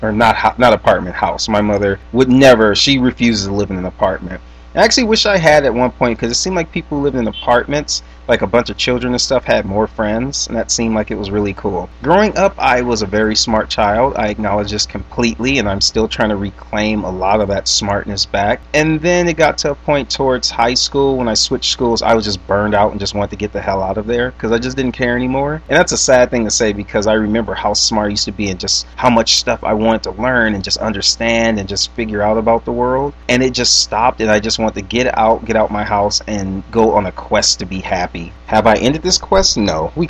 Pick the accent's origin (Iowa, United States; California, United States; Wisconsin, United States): California, United States; Los Angeles; Growing up, I grew up on Manchester and Western, 89th and Manchester. That's where I grew up when I was little.